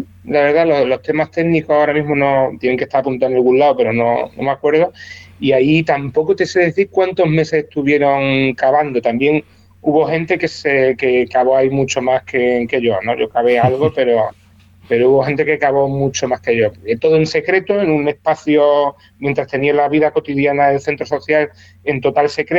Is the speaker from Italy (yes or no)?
no; Andalusia, Spain; como somos los andaluces